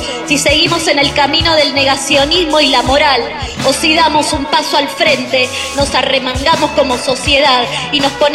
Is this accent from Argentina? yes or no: yes; Argentina; que yo, como ciudadana argentina, merecía, porque es mi derecho básico.